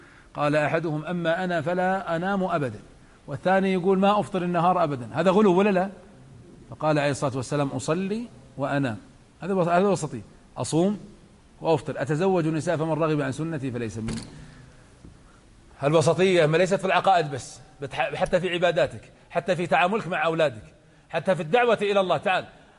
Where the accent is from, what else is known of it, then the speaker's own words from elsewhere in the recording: Najd, Saudi Arabia; وهناك كلمة تقال عندنا في نجد بلعون، ما أدري عندكم هذه ولا لا